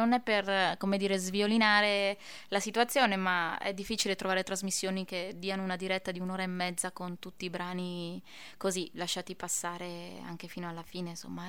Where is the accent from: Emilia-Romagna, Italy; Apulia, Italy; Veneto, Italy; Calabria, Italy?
Veneto, Italy; Pieve di Cadore; saremo il 18 di luglio a Pieve di Cadore, quindi dalle mie parti, dove sono nata io.